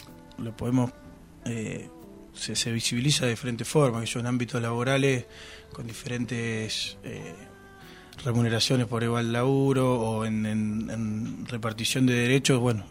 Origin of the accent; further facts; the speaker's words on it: Olavarría, Buenos Aires Province, Argentina; irme yo a Olavarría, por ejemplo, que es de donde soy